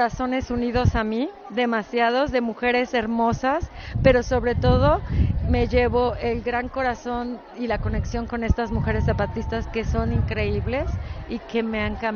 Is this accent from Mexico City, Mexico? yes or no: yes; Mexico City, Mexico; Ahorita vengo de San Cristóbal, pero soy de Ciudad de México.